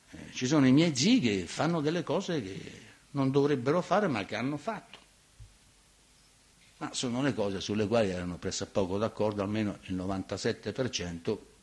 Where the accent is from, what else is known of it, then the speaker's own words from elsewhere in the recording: Latina, Lazio, Italy; born there; sono nato a Latina, fossi nato a Marzabotto avrei scritto cose diverse, ovviamente, no?